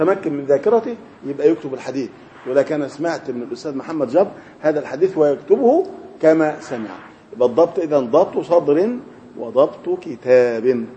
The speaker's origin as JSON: {"language": "Arabic", "region": "Upper Egypt", "country": "Egypt", "said": "لكن الان في بعض القرى عندنا في الصعيد الناس لا عندهم مكيفات"}